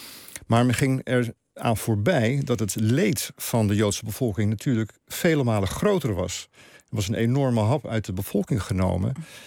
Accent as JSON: {"language": "Dutch", "country": "Netherlands", "said": "Ja, dat is iets om je voor te schamen als Nederlander."}